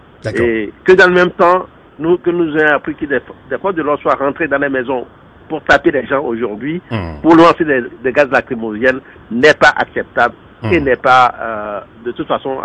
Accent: Togo; m'exprimer en tant que Togolais sur ce qui se passe actuellement dans notre pays d'origine, où nous avons tous de la famille.

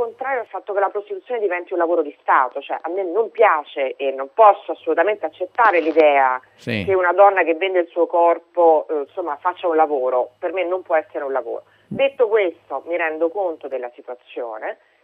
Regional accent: Rome, Lazio, Italy; io sono di Roma, vivo a Roma, quindi conosco bene la mia città

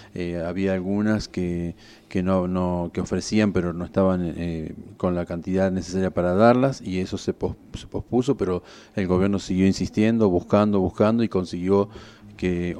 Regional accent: Argentina; esas cualidades que tenemos como argentinos

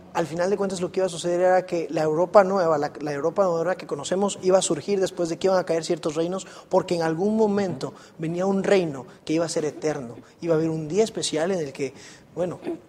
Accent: Chiapas, Mexico; soy estudiante de medicina y soy originario de Chiapas, México.

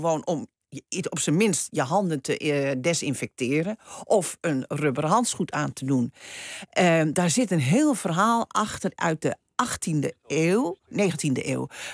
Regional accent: Netherlands; daar danken wij nu aan dat we als Nederlanders gemiddeld 26 kilo suiker per persoon per jaar eten.

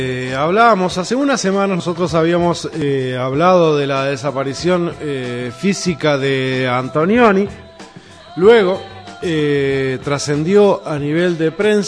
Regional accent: Uruguay; en este constante acoso que estamos siendo víctimas los uruguayos de la República Argentina

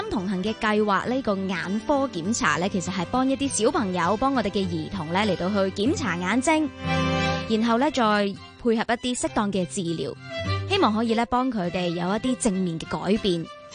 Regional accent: Hong Kong

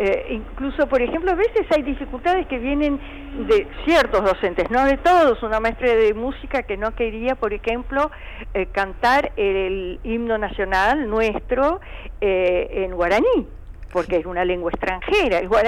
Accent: Argentina; ¿cuántos somos los argentinos?

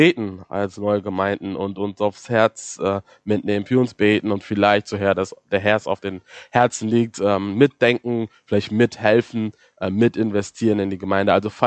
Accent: Hamburg, Germany; Also ich bin aus Hamburg, dort groß geworden, geboren auch

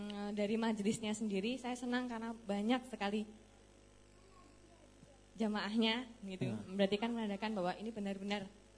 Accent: Purworejo, Central Java, Indonesia; Kalau asal saya dari Purworejo.

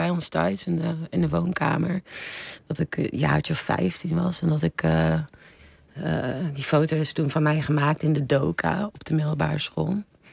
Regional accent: Eindhoven, North Brabant, Netherlands; moved away; ik ben uit Eindhoven weg met een reden. En, ik vond het heel klein en best wel dorps. En om dan na 20 jaar weer terug te keren... Nee, 20. Na 15 jaar weer terug te keren.

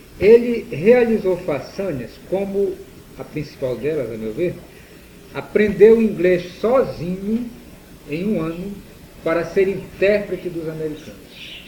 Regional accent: Belterra, Pará, Brazil; also born or lived in Fordlândia; nasci em Forlândia, passamos uns 5 ou 6 anos lá, e meu pai foi transferido para Belterra.

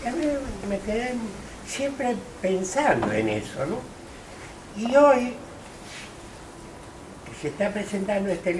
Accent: Argentina; now in Seville, Spain; casi soy un gaucho argentino que me dice gitano aquí en Sevilla

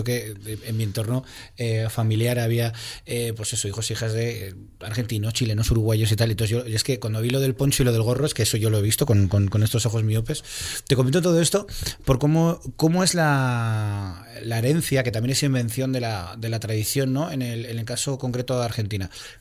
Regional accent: Spain; venga, soy español.

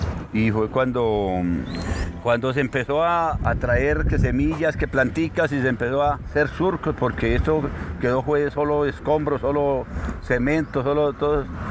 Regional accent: Paipa, Boyacá, Colombia; Yo fui criado en el campo, yo soy de Paipa, Boyacá. Mi juventud la pasé en el campo, trabajando al lado de mi papá, que él era un gran agricultor.

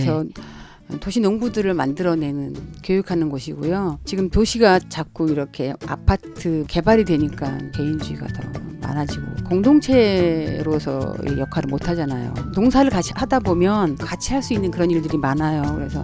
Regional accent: Anseong, Gyeonggi Province, South Korea; now in Gwangmyeong, South Korea; 저는 안성에서 살았어요, 원래.

